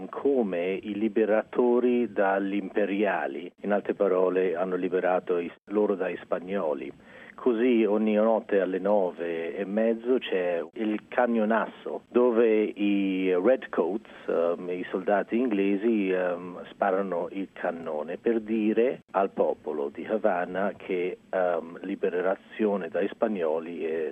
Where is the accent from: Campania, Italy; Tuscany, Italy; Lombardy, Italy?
Tuscany, Italy; Florence; Sì, sono cresciuto a Firenze dove mio padre è andato a vivere lì dal 58, generalmente sono chiamato un anglo-becero.